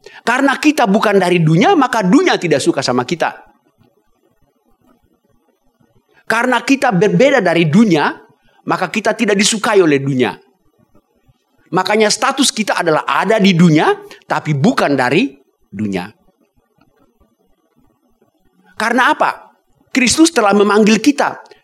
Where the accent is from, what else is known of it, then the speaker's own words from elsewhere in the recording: Ambon, Maluku, Indonesia; saya orang Ambon, senangnya lautan.